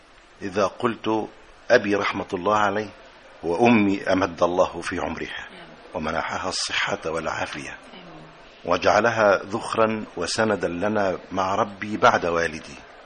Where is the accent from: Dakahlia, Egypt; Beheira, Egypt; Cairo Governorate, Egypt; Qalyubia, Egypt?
Qalyubia, Egypt; Shubra Haris; وإلى أهل قريتي شبرا هارس مركز سوق محافظة القليوبية،